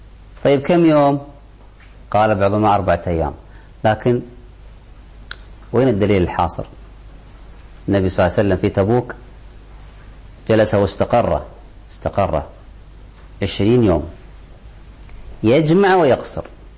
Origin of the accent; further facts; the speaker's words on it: Kuwait; عندنا في الكويت، الكويت صغيرة كل حدودها داخل الحضر